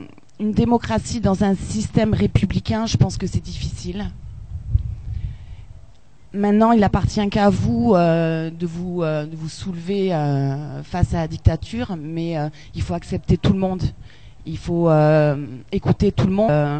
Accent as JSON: {"language": "French", "town": "Bordeaux", "region": "Nouvelle-Aquitaine", "country": "France", "said": "moi, je viens de la province, je viens de Bordeaux."}